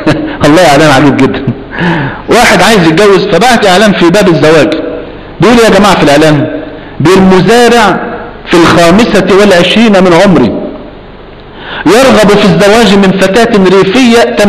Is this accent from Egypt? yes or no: yes; Egypt; اصل مريشة بنوع عندنا في مصر